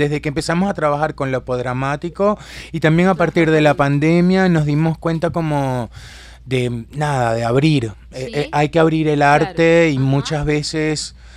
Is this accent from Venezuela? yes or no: yes; Venezuela; moved away as an adult; now in Uruguay; Este colectivo, en realidad, nace en Venezuela, yo soy venezolano